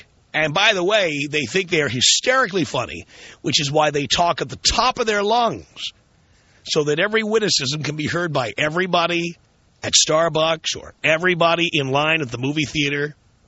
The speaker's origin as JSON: {"language": "English", "town": "New York City", "region": "New York", "country": "United States", "moved": "yes", "said": "Many people don't even know I'm from New York City, because I find I have nothing in common with New Yorkers, nothing in common with New York City."}